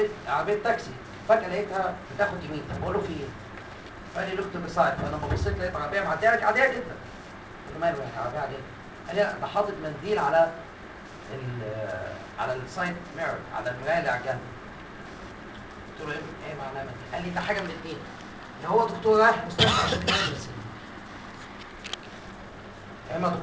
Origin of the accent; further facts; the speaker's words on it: Egypt; عشان انا مصري وعربي